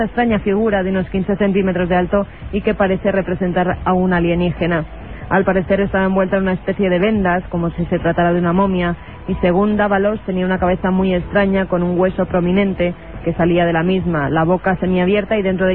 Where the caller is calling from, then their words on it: Puertollano, Castilla-La Mancha, Spain; de Puerto Llano y me gustaría que hablaseis alguna noche de la combustión espontánea